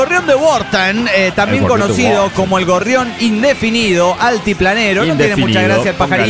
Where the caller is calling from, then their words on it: Mexico City, Mexico; soy el hijo de Tlaloc, de la antigua Tenochtitlan, México.